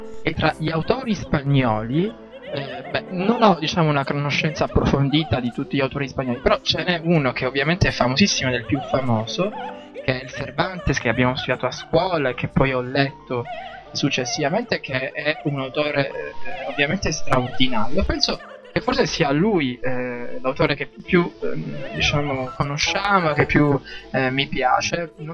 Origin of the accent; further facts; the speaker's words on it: Palermo, Sicily, Italy; Io sono cresciuto a Palermo e quindi mi manca tutto questo.